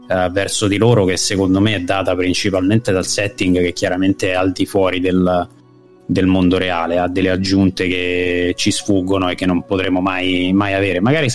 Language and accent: Italian; Ostia, Lazio, Italy; Poi io sono di Ostia, in realtà, di base, per cui nato a Ostia, vissuto lì per un sacco di anni.